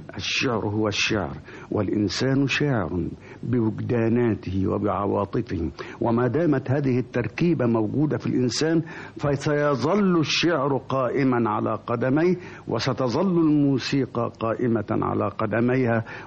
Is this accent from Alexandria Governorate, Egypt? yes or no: no; Damietta, Damietta Governorate, Egypt; قالوا منين البلد؟ أنا قلت دمياطي